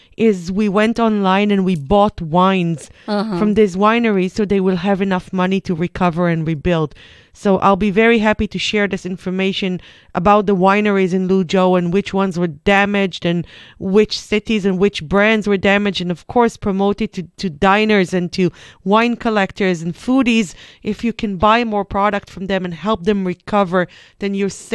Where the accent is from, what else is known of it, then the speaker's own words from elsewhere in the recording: Israel; I'm coming from Israel, so we have it everywhere.